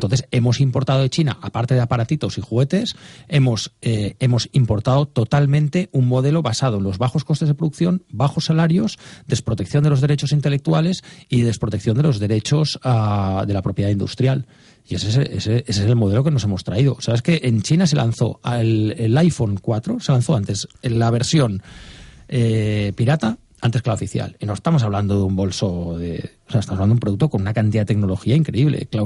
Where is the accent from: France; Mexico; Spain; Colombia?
Spain; Catalonia; Soy catalán, vivo allí, y además tengo familia distribuida por todo el territorio español